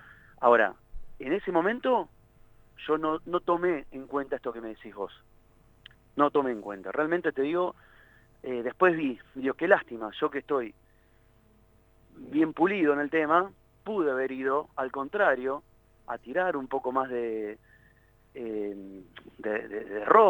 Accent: La Plata, Buenos Aires Province, Argentina; yo soy de Tolosa, viví toda la vida en Tolosa, mis abuelos, mis viejos, todo de Tolosa.

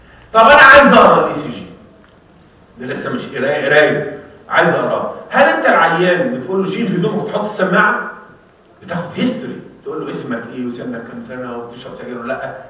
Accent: Egypt; احنا مصريين نعمل ريكتال ليد

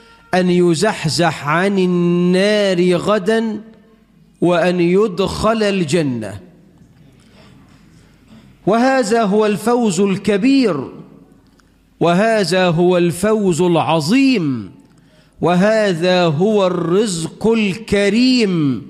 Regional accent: Egypt; اللهم اجعل بلدنا مصر أمنا أمانا، رخاء سخاء

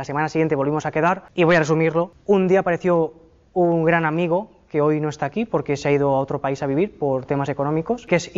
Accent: Valencia, Valencian Community, Spain; pues a ver si en Valencia, que yo soy de Valencia

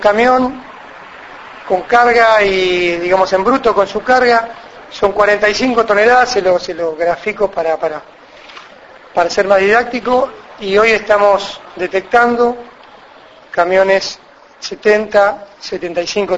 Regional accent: Cañuelas, Buenos Aires Province, Argentina; yo soy de Cañuelas, pero tenemos, a Dios gracias, hace 3 años que estamos aquí en Olavarría con Cocatra

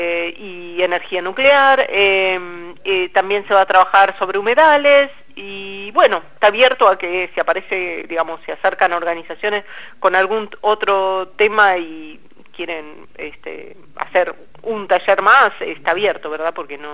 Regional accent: Buenos Aires, Argentina; Yo no sabía, claro, yo soy porteña

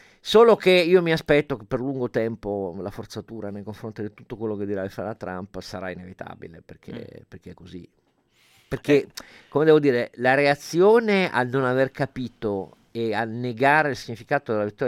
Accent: Turin, Piedmont, Italy; Una parte del quartiere in cui sono cresciuto io a Torino

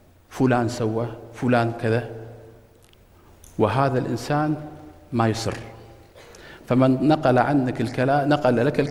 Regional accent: Kuwait; عندنا في الكويت مركز جميل

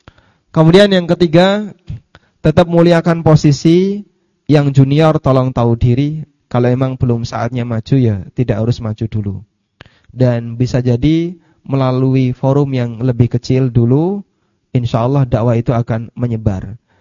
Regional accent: Paciran, East Java, Indonesia; Ini mohon maaf, barangkali orang kampung halaman saya juga mendengarkan kajian ini. Tapi saya buka aja sekalian. Di Paciran, Pak, tempat saya lahir, ada 5 pesantren. Hanya satu kampung.

